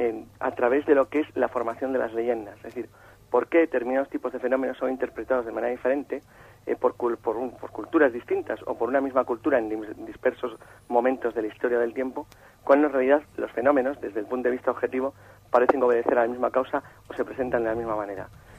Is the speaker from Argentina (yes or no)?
no; Santander, Cantabria, Spain; moved away as an adult; now in Madrid, Spain